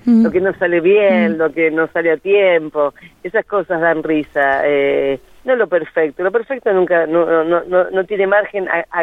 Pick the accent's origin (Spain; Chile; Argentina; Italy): Argentina; Junín, Buenos Aires Province; yo soy de Junín, provincia de Buenos Aires